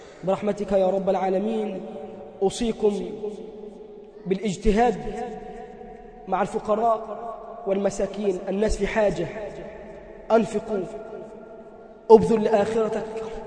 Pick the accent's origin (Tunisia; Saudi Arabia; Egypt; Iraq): Egypt; اللهم اجعل بلدنا مصر أمنا أمانا